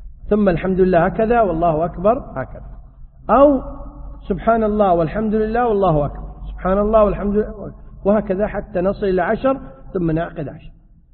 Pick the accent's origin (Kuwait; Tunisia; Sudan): Kuwait; يعني سافر ضحى يوم العيد عندنا في الكويت